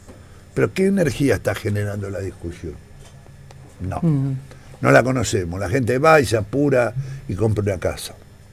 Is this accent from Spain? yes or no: no; Argentina; Somos argentinos.